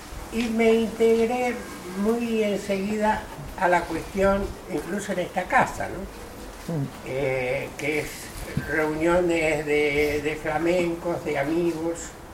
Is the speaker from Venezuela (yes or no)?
no; Argentina; now in Seville, Spain; casi soy un gaucho argentino que me dice gitano aquí en Sevilla